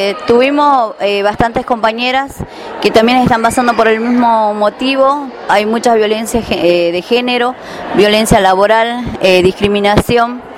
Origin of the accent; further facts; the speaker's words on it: San Salvador de Jujuy, Jujuy, Argentina; vengo de San Salvador de Jujuy, capital.